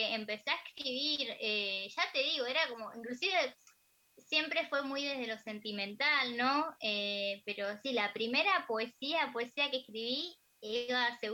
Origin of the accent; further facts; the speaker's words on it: Alejandro Korn, Buenos Aires Province, Argentina; also born or lived in La Plata; estuve muchos años allá y pasaron muchas cosas allá, sobre todo que fui mamá, así que, claro. Pero sí, soy de acá, de Alejandro Cor.